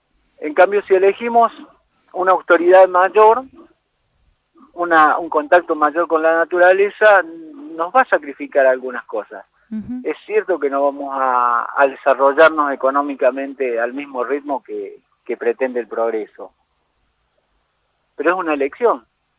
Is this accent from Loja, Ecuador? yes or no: yes; Luyaba, Loja, Ecuador; mi pueblo, que es Luyaba, ya tiene esas cosas